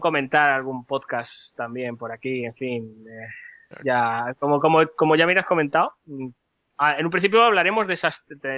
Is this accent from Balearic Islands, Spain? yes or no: yes; Palma, Balearic Islands, Spain; now in Barcelona, Spain; Yo, aunque soy de Palma, ahora estoy viviendo en Barcelona.